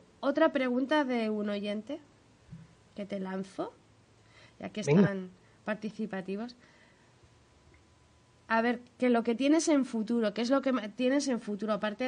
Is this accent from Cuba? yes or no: no; León, Castile and León, Spain; accent: León; Hombre, a mí León me tira pues por mi infancia, podríamos